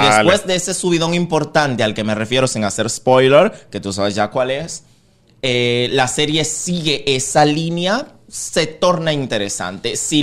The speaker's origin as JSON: {"language": "Spanish", "country": "Dominican Republic", "said": "Pero a mí como dominicano me podría perjudicar decir lo que pienso porque, repito, el público dominicano es un público muy complicado."}